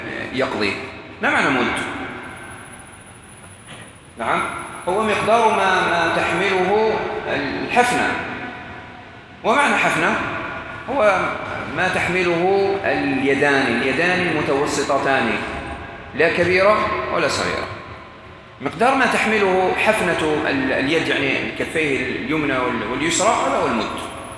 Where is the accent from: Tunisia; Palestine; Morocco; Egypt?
Morocco; عندنا في المغرب وبلاد الأندلس كان مشهورا عندهم وتوارث نفسه